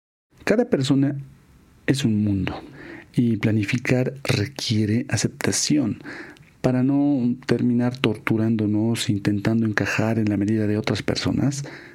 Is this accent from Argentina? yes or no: no; Bolivia; En los Andes, de donde yo vengo, en Latinoamérica, en Bolivia concretamente, nuestro ciclo de renovación es el 21 de junio.